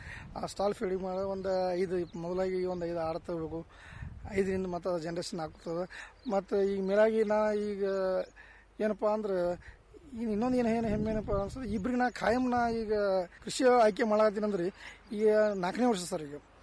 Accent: Hattarga, Karnataka, India; ಹಾಂ ಸರ್, ನಮ್ಮೂರು ಹತ್ತರ್ಗಾ ಸರ್, ಇಂಡಿ ತಾಲೂಕು ಹತ್ತರ್ಗಾ ಸರ್. ಅಲ್ಲೇ ಊರು ಪಕ್ಕ 1 ಕಿಲೋಮೀಟರ್ ತೋಟ ಇದೆ ಸರ್

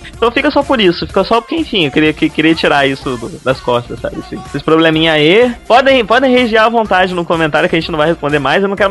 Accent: Campos, Brazil; Não, a gente veio de Campos, lá não tem gente que não é escroto.

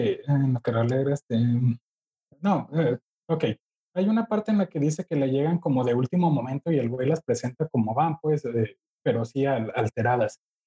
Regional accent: Mexico; Para los que crecimos aquí en México.

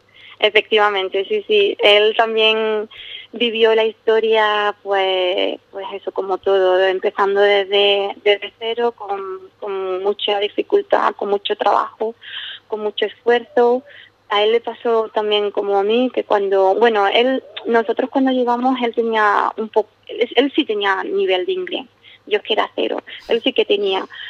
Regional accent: South, Spain

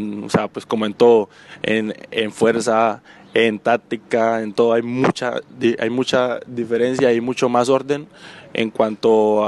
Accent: Colombia; also born or lived in Mexico; now in Spain; tengo 19 años, soy naturalmente de Colombia, vine hace 7 meses desde México

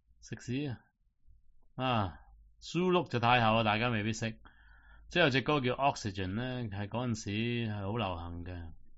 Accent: Hong Kong; 所以同我哋香港人冇冲突嘅

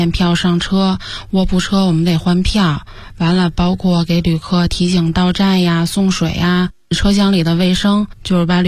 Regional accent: Tianjin, China; 因为我家是天津的嘛，其实我觉得天津人挺恋家的。我俩从小上学呀、还是干什么的，几乎没离开家里，都没离开我们那个区过。

